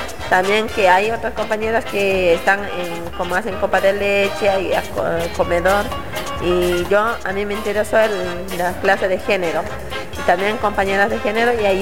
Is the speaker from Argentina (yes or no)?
yes; Buenos Aires, Argentina; yo vengo de allá de Buenos Aires, de Lugano